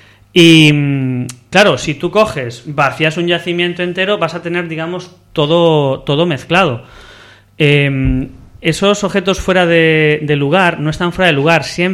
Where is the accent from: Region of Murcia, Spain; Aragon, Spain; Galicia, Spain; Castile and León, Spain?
Galicia, Spain; Vigo; Yo soy de Vigo